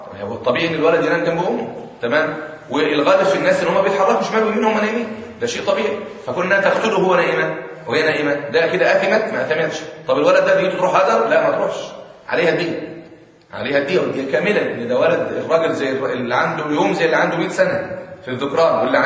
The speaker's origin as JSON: {"language": "Arabic", "country": "Egypt", "said": "يعني عندنا في مصر مثلا 10 سنين لسه ما بلغش"}